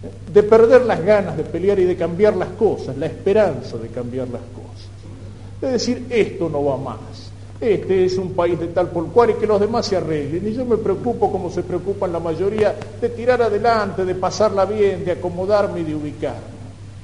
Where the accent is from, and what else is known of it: Argentina